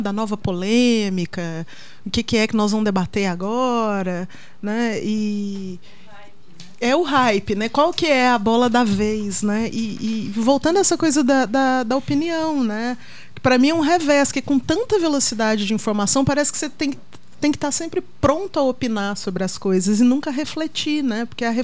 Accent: Minas Gerais, Brazil; eu sou antiga, né? Eu vim de Minas, né? Sou do tempo analógico, porque eu nasci em meados dos anos 70, não vou falar quando para não entregar a idade, né?

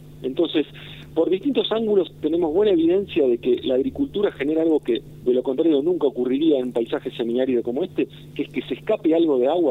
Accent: Argentina; also born or lived in Chile; soy argentino 100%.

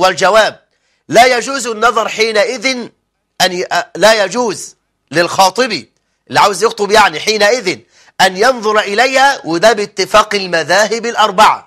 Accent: Egypt; اللي بيسموه كد الكتاب كما هو المعهود عندنا في مصر

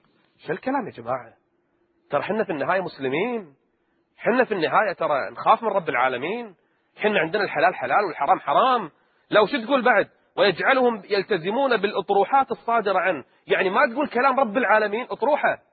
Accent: Kuwait; منع الاختلاط في كل مراحل التعليم عندنا في الكويت

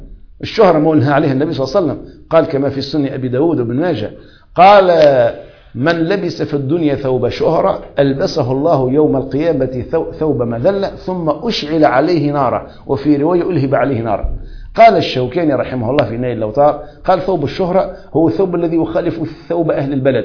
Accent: Tunisia; أما عامة الناس مثلا عندنا في تونس

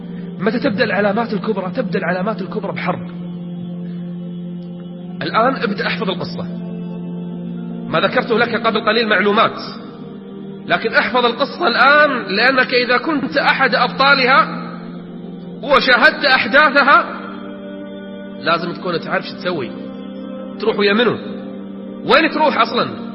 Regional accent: Kuwait; إحنا عندنا بالكويت واحد من زمان يقول أنا

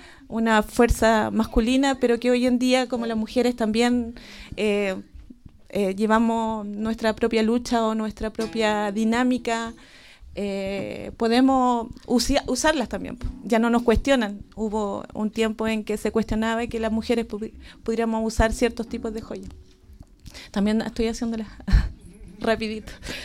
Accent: Santiago, Santiago Metropolitan Region, Chile; born there; now in Cholchol, Chile; Ahora estoy viviendo en Cholchol, pero yo nací en Santiago. Ahora el 2020 voy a cumplir 20 años acá. Me vine con el sueño de ser mapuche

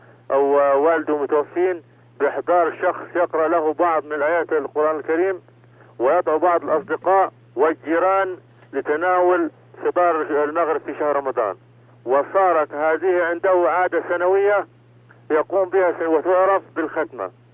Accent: Upper Egypt, Egypt; صعيدي من مصر

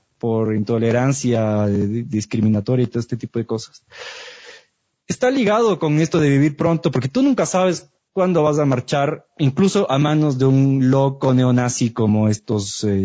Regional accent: Ecuador; O sea, somos ecuatorianos, hello.

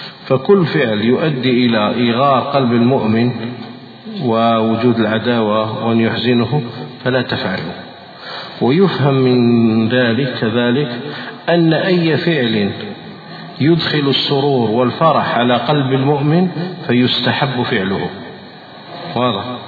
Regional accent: Algeria; وهذا يقع عندنا في الجزائر.

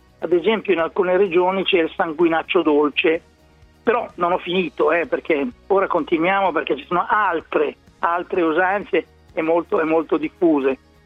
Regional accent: Emilia-Romagna, Italy; Dalle mie parti si chiamano frappe.

